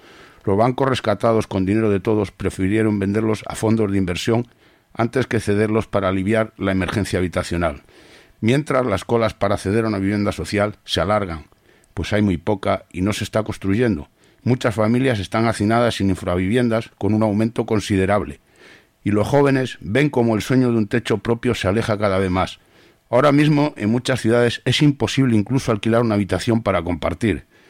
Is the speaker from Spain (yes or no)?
yes; Madrid, Community of Madrid, Spain; Soy de Madrid, hace ya unos cuantos años, muy jovencito